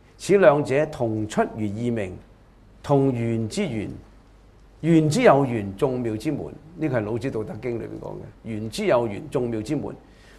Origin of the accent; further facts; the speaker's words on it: China; 我哋中國人嘅好多嘅哲學家咧